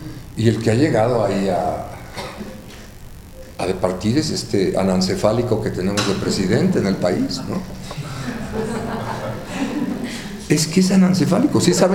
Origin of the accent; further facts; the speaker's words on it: Mexico; Perdón, vengo de México, ahí somos muy pochos, ¿no? Hablamos mucho así.